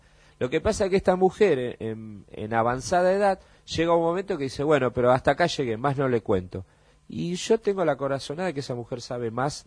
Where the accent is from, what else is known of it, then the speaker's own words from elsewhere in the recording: Buenos Aires, Argentina; born there; Sé que nací en una casa en Belgrano, en el barrio de Belgrano.